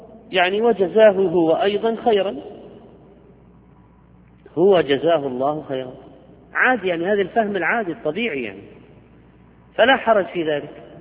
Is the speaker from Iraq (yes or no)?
no; Algeria; عندنا في الجزائر بدلا من كلمة الله معك، الله معك، نقول الله عماك، على سبيل ما اعتدنا عليه من اللهجة.